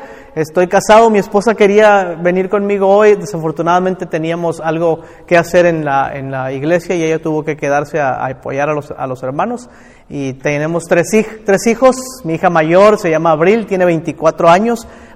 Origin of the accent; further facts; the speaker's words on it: Sacramento, California, United States; Soy mundialmente famoso en Sacramento, de donde vengo.